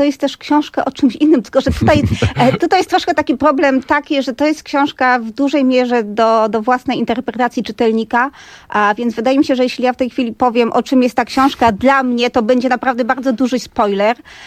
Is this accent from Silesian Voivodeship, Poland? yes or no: yes; Katowice, Silesian Voivodeship, Poland; To jest w ogóle zabawne, bo ja jestem z Katowic, czyli z dużego miasta